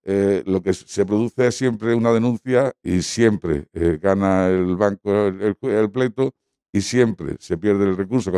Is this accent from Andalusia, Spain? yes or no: yes; Granada, Andalusia, Spain; Buenas tardes, yo soy de Granada y quería pues aprovechar este encuentro